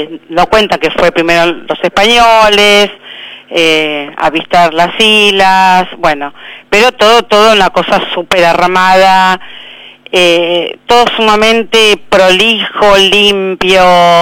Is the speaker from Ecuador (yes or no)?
no; Argentina; Ya van empezando a ir siendo argentinos como yo, digamos